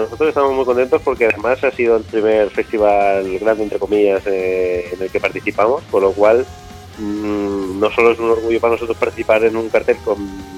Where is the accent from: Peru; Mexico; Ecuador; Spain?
Spain; Mataró, Catalonia; Nosotros no somos de Barcelona, sino de Mataró, que está más en la costa.